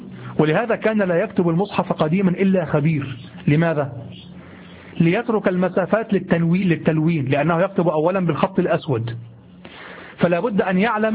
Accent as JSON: {"language": "Arabic", "country": "Egypt", "accent": "Egyptian Arabic", "said": "نحن نقول امبارح في لهجتنا المصرية الدارجة العامية، نقول امبارح."}